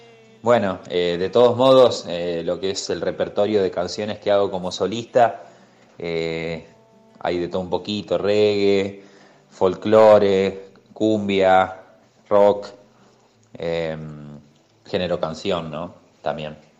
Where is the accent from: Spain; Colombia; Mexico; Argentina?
Argentina; San Luis; also born or lived in Santa Fe; now in Villa La Bolsa, Argentina; Soy santafesino de nacimiento, criado en San Luis y actualmente vivo en Villa La Bolsa, en las sierras de Córdoba.